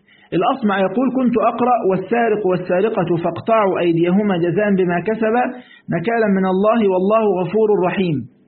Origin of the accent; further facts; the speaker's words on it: Egypt; في مرة بقول عندنا في مصر بيسموه الشاي